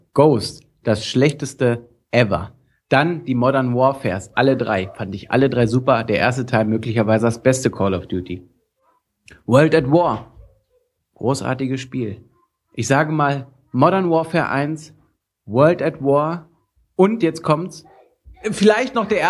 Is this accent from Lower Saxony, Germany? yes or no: yes; Lower Saxony, Germany; Ich komme aus Niedersachsen, du.